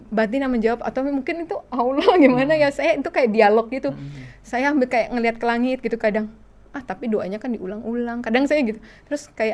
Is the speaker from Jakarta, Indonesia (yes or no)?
yes; Jakarta, Indonesia; Barat. Lahir di Jakarta.